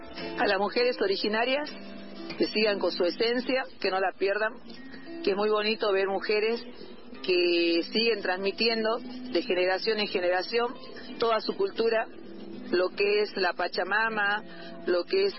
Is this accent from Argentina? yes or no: yes; Perico, Jujuy, Argentina; de Ciudad de Perico. Represento a la comunidad Collastuyo de Jujuy, Perico.